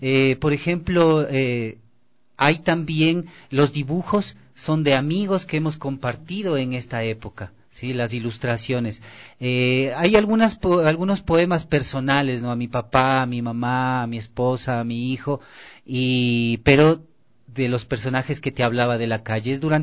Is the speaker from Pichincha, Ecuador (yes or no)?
yes; Quito, Pichincha, Ecuador; los racistas que somos los quiteños